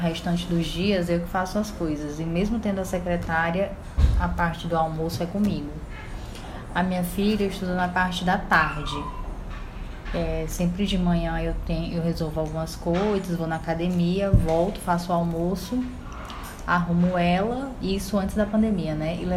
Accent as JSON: {"language": "Portuguese", "town": "Rio Branco", "region": "Acre", "country": "Brazil", "said": "tenho 28 anos, tenho uma filha, sou de Rio Branco, Acre, moro com meu esposo e minha filha"}